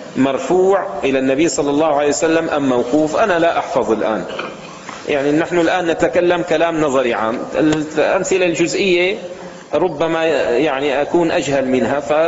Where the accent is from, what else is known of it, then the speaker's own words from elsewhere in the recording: Levant, Syria; عندنا في الشام مثل عامي يستعمل في وصف الرجل الجاهل